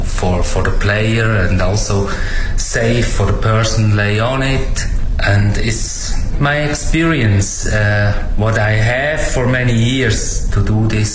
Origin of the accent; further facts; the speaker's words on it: Switzerland; now in China; from Switzerland. Stay now 5 years in China.